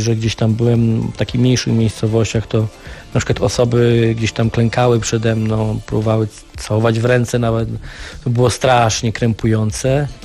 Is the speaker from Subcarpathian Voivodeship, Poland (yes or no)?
no; Silesian Voivodeship, Poland; now in Gdańsk, Poland; ja nigdy tutaj będąc w Gdańsku od 96 roku nie wstydziłem się swojego pochodzenia, że jestem Ślązakiem z krwi i kości, że we mnie płynie w 100% śląska krew.